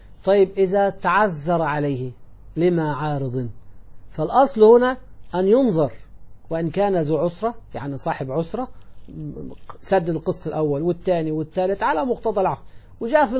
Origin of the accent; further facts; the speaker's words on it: Egypt; موظفي الحكومة مثل الذي عندنا في مصر وأيضا في يعني بعض البلاد الأخرى